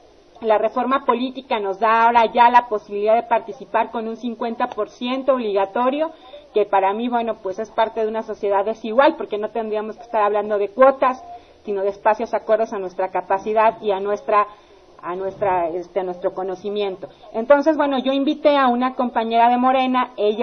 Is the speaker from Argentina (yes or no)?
no; Mexico; como militantes y como mexicanos conscientes